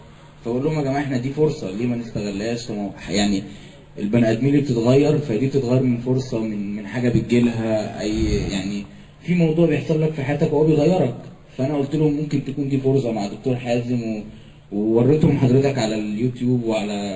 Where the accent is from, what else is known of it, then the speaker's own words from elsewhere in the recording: Cairo, Cairo Governorate, Egypt; بالمناسبه انا من القاهره